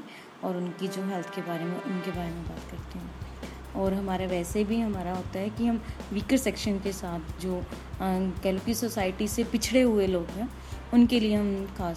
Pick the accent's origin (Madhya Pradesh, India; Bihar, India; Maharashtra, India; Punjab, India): Punjab, India; Nangal; पंजाब से।